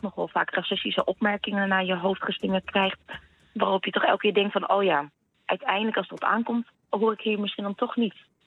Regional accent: Groningen, Netherlands; ook al ben ik in Groningen opgevoed

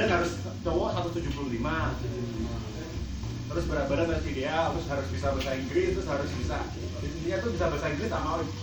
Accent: Banyuwangi, East Java, Indonesia; aku dari Banyuwangi tuh dulu 16 tahun udah kerja

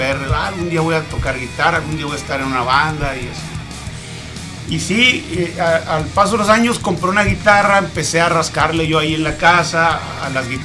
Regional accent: Pueblo Yaqui, Sonora, Mexico; Yo vivía en Obregón, yo soy de ahí del Valle del Yaqui. Ah, ok. De Pueblo Yaqui, para ser más exacto.

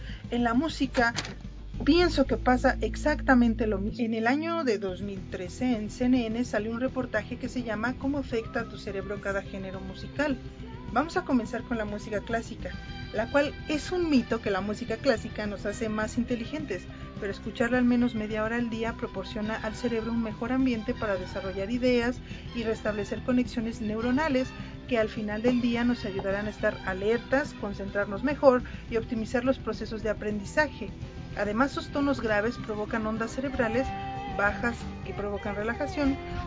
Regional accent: State of Mexico, Mexico; born there; nací en el Estado de México, en un lugar llamado Prados de Catepec.

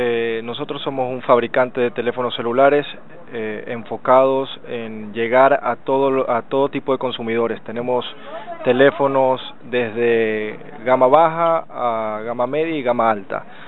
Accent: Ecuador; los accionistas de esta compañía somos ecuatorianos, estamos en diferentes partes del mundo, pero somos latinos

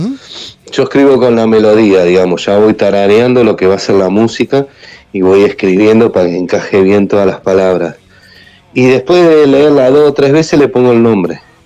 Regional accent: Argentina; Yo estuve ahí, yo estuve, como argentino, yo estuve ahí, presente.

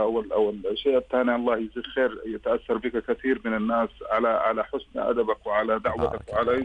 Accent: Sudan; now in Medina, Saudi Arabia; نحن من أهل السودان نسكن المدينة المنورة

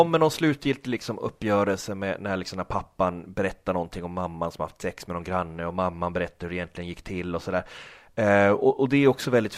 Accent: Norrland, Sweden; Jag växte upp i Norrland liksom, utan coola filmkompisar

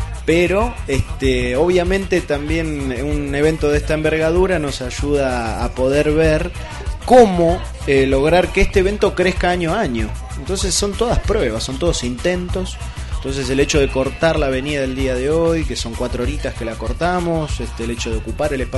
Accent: El Bolsón, Río Negro, Argentina; hace 3 años que volví a vivir al Bolsón, mi ciudad natal

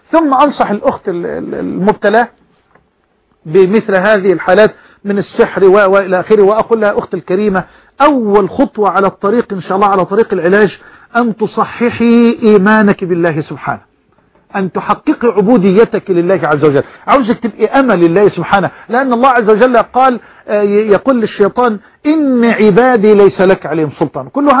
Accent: Egypt; أن يجعل بلدنا مصر واحة للأمن والأمان

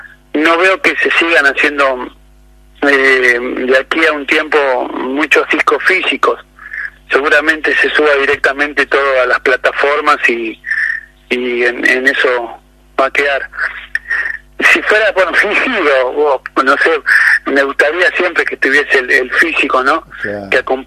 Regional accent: Buenos Aires Province, Argentina; somos de provincia de Buenos Aires

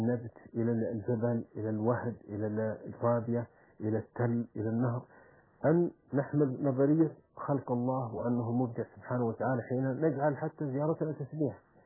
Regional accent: Saudi Arabia; عندنا في السعودية

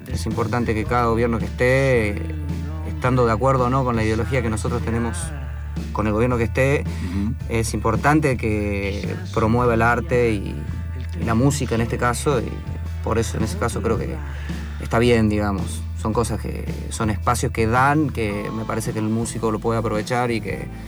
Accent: Jujuy, Argentina; Bueno, nosotros, si bien la banda se forma en Córdoba, somos de Jujuy, nosotros dos con el Ari

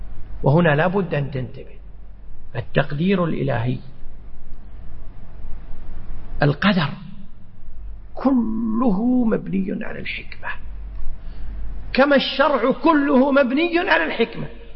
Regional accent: Kuwait; عندنا في الكويت إذا أردنا السفر إلى مكة برا، كم طريق عندنا برا؟

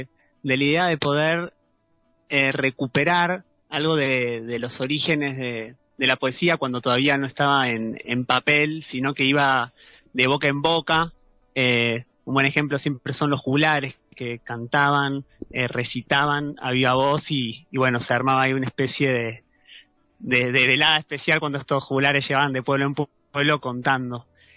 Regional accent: Ramos Mejía, Buenos Aires Province, Argentina; justo yo llegué hace poquito acá al Valle, vengo de la provincia de Buenos Aires, Ramos Mejía

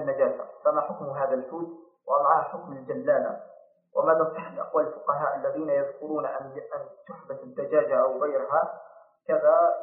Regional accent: Algeria; عندنا في الجزائر يعقد

